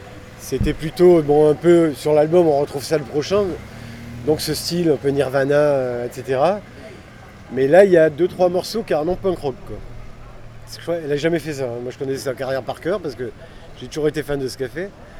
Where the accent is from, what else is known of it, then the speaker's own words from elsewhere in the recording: Nice, Provence-Alpes-Côte d'Azur, France; alors que je suis à Nice, quand je vais jouer, alors que je suis niçois